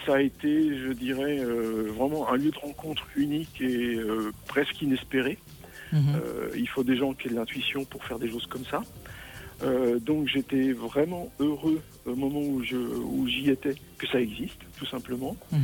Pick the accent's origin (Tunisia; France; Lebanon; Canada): France; Normandy; also born or lived in Nancy; je suis originaire de Normandie, et puis j'ai terminé mes études en allant faire une école d'ingénieur à Nancy